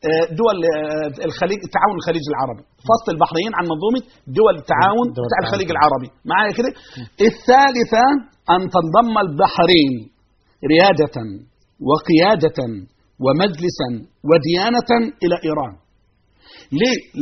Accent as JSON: {"language": "Arabic", "country": "Egypt", "said": "أي فكر يحمل هذه الأمور لن نسمح به في بلدنا مصر، بل سنطهرها من أندرنهم وجنسهم"}